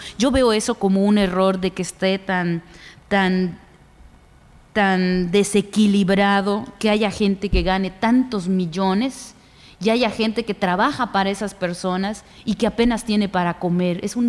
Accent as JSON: {"language": "Spanish", "country": "Mexico", "said": "en nosotros como mexicanos"}